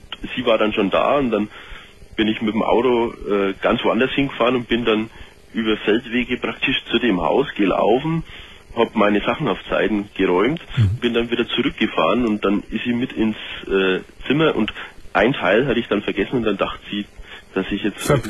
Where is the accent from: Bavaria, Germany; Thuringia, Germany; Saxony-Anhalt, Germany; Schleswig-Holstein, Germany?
Bavaria, Germany; ich komme ja aus Bayern, wie man es selbst schon gehört hat.